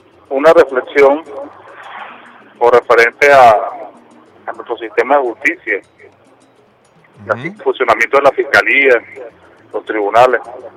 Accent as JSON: {"language": "Spanish", "country": "Venezuela", "said": "uno como venezolano"}